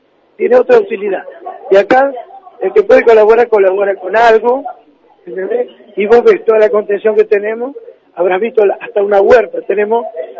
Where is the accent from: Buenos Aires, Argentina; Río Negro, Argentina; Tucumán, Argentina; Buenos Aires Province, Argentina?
Río Negro, Argentina; Sierra Grande; Yo soy un usuario. Yo vengo de Sierra Grande.